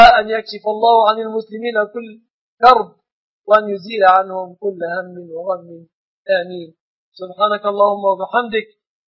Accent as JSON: {"language": "Arabic", "country": "Egypt", "said": "وأسأل الله أن يحفظ بلادنا مصر وسائر بلاد المسلمين من كل مكروه ومن كل سوء"}